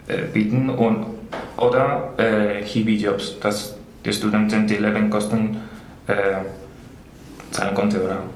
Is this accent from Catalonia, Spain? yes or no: no; Madrid, Community of Madrid, Spain; German is a second language; ich komme aus Madrid. Madrid ist eine sehr große Stadt und hat auch eine Universität